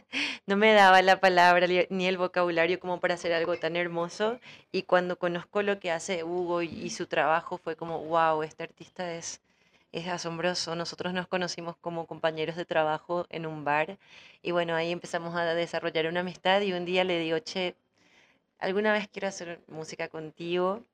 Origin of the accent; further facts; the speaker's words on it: Paraguay; hace poesía en guaraní, también escribe canciones en guaraní, que es nuestra segunda lengua, o sea, nuestra lengua madre en realidad, en el Paraguay.